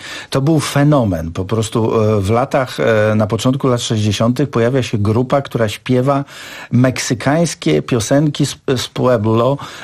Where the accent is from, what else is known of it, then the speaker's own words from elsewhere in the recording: Serbia; wychowałem się w Serbii